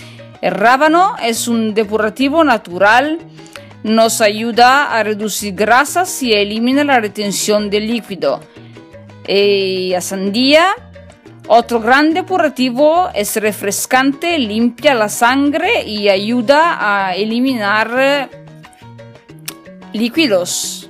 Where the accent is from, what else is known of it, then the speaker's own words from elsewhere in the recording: Piedmont, Italy; Spanish is a second language; yo vengo de Italia, el norte de Italia, en la región del Piemonte